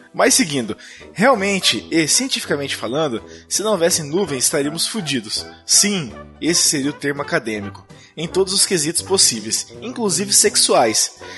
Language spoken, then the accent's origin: Portuguese; Montes Claros, Minas Gerais, Brazil; tá? Tenho 31 anos, advogado, sou de Montes Claros, Minas Gerais.